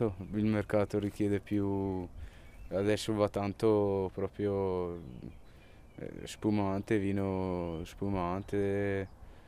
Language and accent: Italian; Besenello, Trentino-Alto Adige, Italy; sono di Besenello e ho 21 anni e ho studiato presso l'Istituto Agrario di San Michele.